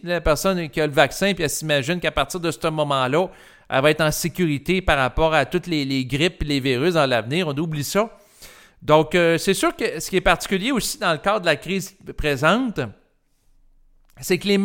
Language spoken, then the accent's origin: French; Quebec, Canada; le rituel en tant que Québécois, ben c'était d'aller à la communion pour recevoir l'hostie dans sa bouche